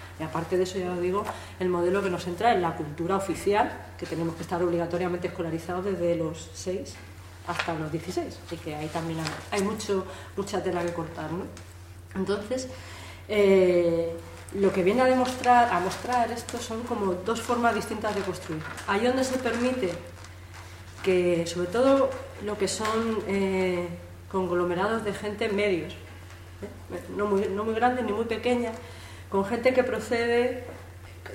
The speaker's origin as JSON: {"language": "Spanish", "region": "Andalusia", "country": "Spain", "also_born_or_lived": "Madrid", "said": "yo me he criado una parte en Madrid, aunque soy andaluza"}